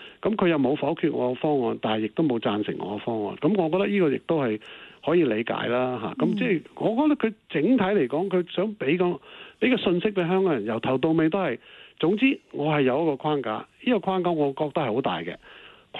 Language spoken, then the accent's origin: Cantonese; Guangdong, China; 我們說十不離八九，我們廣東人就這麼說